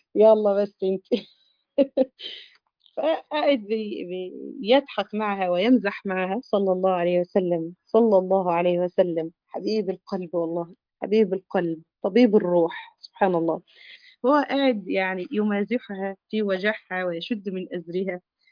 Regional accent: Egypt; يعني احنا عندنا في مصر هذه الكلمة يعني بتعد من الكلمات يعني معيوبة

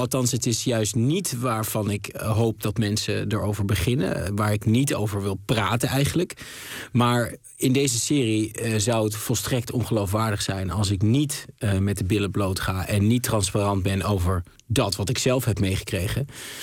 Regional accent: Overijssel, Netherlands; ik voetbalde gewoon als een gezonde Twentse jongen

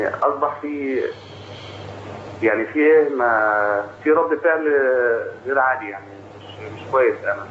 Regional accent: Faiyum, Faiyum Governorate, Egypt; now in Libya; انا من الفيوم.

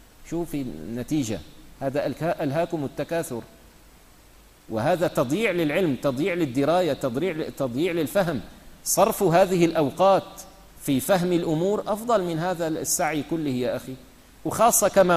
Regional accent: Syria; يعني مثلا عندنا في الشام

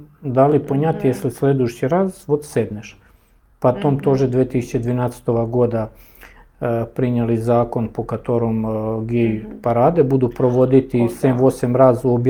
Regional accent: Serbia; now in Russia; Я из Сербии ушел

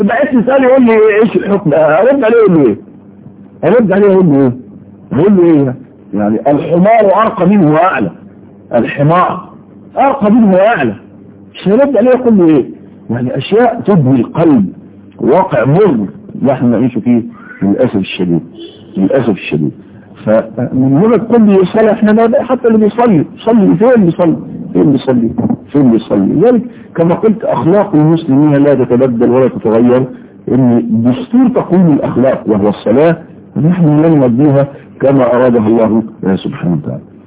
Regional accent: Egypt; كنت تسمع كلمة بسطجي عندنا في مصر في مصر بس

